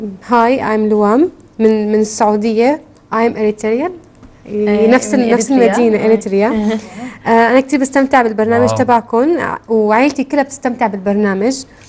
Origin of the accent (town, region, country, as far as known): Egypt